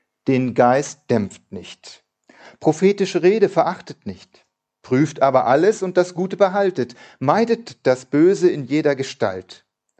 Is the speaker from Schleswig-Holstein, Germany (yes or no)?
yes; Eutin, Schleswig-Holstein, Germany; dass meine Eltern auf dem anderen Ende von Eutin, wo ich groß geworden bin, gebaut haben.